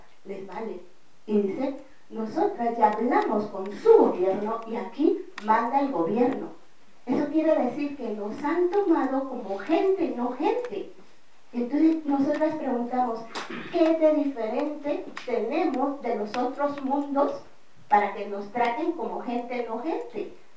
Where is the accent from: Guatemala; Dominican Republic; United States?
Guatemala; yo vengo de Guatemala, que es el territorio que estamos defendiendo